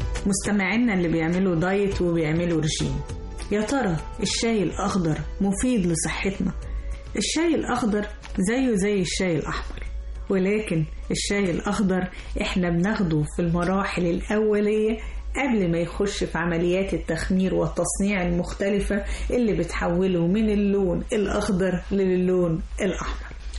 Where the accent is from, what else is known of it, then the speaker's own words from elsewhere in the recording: Egypt; وطبعا كلنا كمصريين بنحب نحبس بالشاي